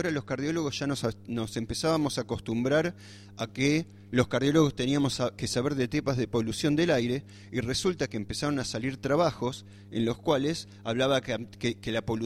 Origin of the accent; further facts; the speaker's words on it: Buenos Aires, Argentina; born there; moved away; en mi caso me escapé de un lugar así porque soy nacido en Buenos Aires